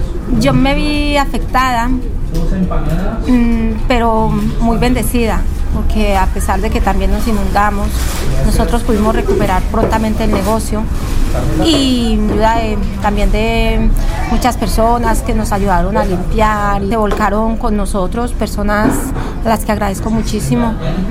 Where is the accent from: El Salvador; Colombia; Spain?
Colombia; moved away; Yo soy muy colombiana, aunque lleve muchos años en este país